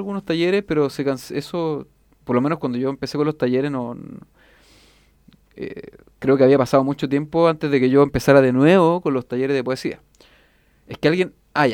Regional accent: Valparaíso, Chile; yo vivo en Cerro, yo soy de Cerro Barón, me ponía a mirar el Cerro del Frente, que era Cerro Placeres

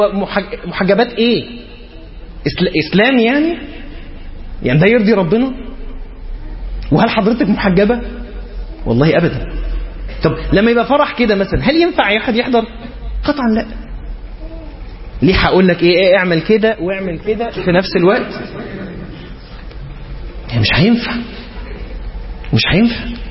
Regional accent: Egypt; عندنا في مصر منتشر مسألة ان هو تبقى هي محجبة وبتلبس فستان

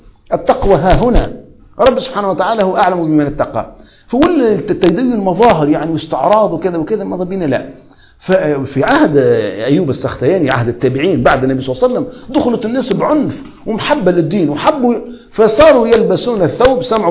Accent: Tunisia; أما عامة الناس مثلا عندنا في تونس

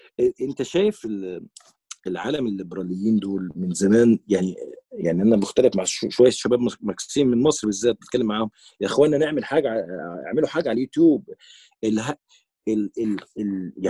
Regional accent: Palestine; وانا كفلسطيني بيني وبينك عندي مشكله مع اصحاب الفلسطينيين هنا

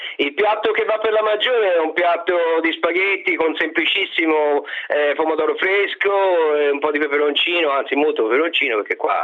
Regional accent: Marliana, Tuscany, Italy; now in Mumbai, India; Io sono di Monte, diciamo sono di Marliana, un paesino in provincia di Pistoia, sulle colline di Monte Catini Terme.

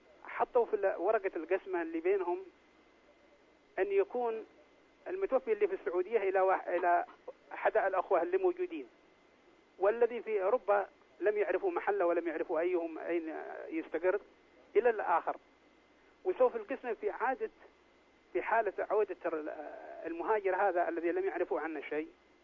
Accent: Yemen; الأخوان الذي في البلاد، أنا يمني الله يرضى عليك

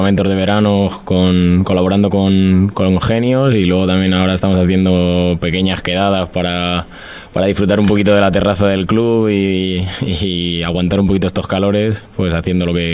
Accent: Spain; esto como buen español, siempre después de hacer deporte hay que recuperar

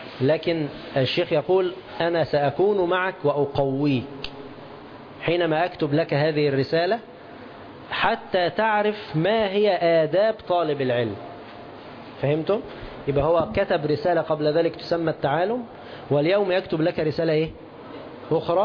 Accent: Egypt; تعرفون الجنيه عندنا في مصر

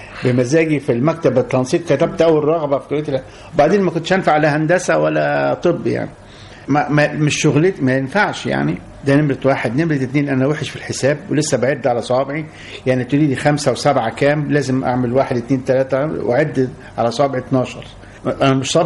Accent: Egypt; moved away as an adult; لأن أنا سافرت من مصر بعد ما أديت الخدمة العسكرية بتاعتي، سافرت من مصر عشان أشتغل في الخليج،

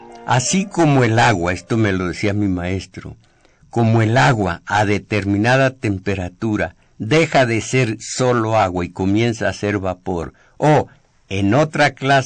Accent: Mexico; como comunidad agraviada, como mexicanos gobernados de tan inicua madera

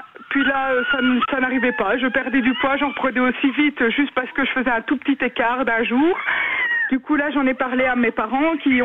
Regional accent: Italy; mais j'aimais bien la bonne nourriture italienne, vu que je suis italienne.

